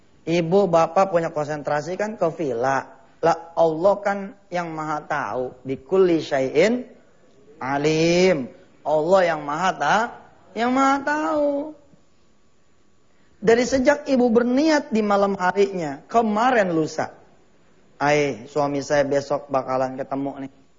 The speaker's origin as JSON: {"language": "Indonesian", "region": "Jakarta", "country": "Indonesia", "said": "Takziman nih kalau kita orang Betawi punya nih"}